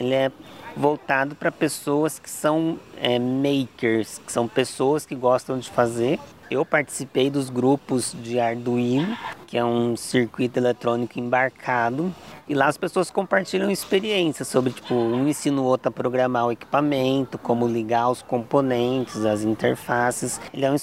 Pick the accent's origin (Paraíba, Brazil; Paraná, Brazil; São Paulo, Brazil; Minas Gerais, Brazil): São Paulo, Brazil; E eu também sou do interior de São Paulo